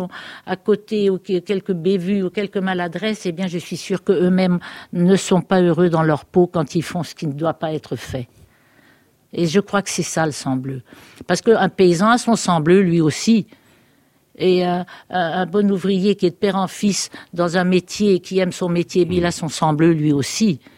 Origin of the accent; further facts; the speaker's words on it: Eu, Normandy, France; je me sens terriblement française. Je suis née à Eu, ma chère petite ville d'Eu. J'y ai vécu jusqu'à mon mariage. Depuis l'abrogation de la loi d'exil, je retourne souvent à Eu.